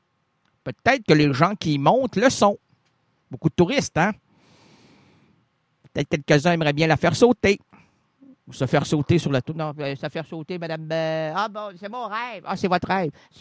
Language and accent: French; Quebec, Canada; On n'est pas des Canadiens, on est des Québécois